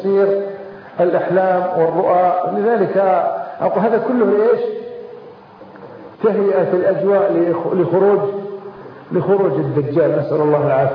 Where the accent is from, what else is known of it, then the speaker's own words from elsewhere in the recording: Kuwait; احنا عندنا في الكويت